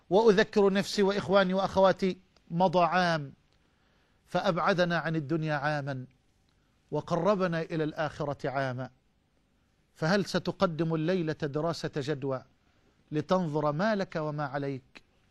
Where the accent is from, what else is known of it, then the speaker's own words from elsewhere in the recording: Egypt; اللهم اجعل بلدنا مصر أمنا أمانا، سخاء رخاء